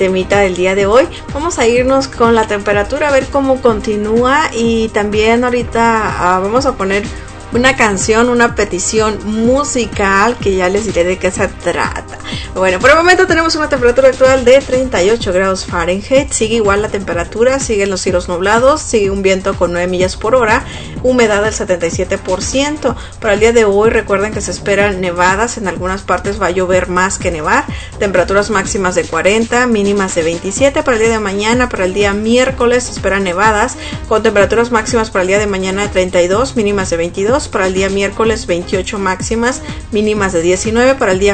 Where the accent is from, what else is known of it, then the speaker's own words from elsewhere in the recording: Ciudad Obregón, Sonora, Mexico; esta canción que es de un grupo de Ciudad Obregón, Sonora, de mi tierra natal.